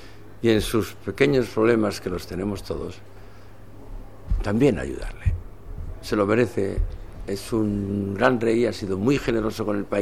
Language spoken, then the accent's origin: Spanish; Spain; continuamente estamos diciendo a la vida que somos españoles, pero de una manera natural